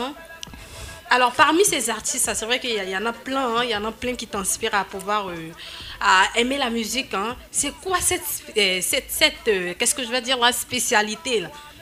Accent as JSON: {"language": "French", "country": "Côte d’Ivoire", "said": "Chez nous en Côte d'Ivoire, c'est comme ça, hein."}